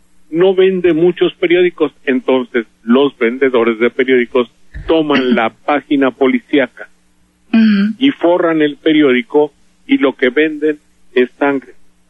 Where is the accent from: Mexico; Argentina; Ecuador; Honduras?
Mexico; Veracruz; somos muchos los veracruzanos que tenemos familia allá.